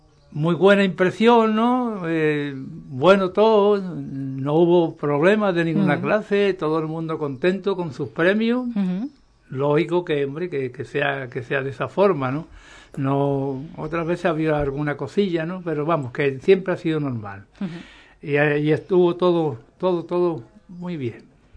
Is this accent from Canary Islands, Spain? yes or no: no; Seville, Andalusia, Spain; Yo trabajo en Sevilla, pues mira, ahora mismo estoy en Sevilla, soy de Sevilla, ¿no?